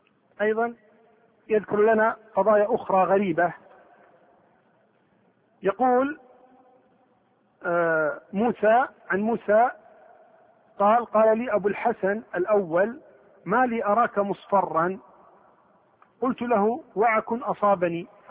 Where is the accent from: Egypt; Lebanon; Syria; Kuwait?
Kuwait; قبل كم يوم واحدة عندنا في الكويت والدة تسعة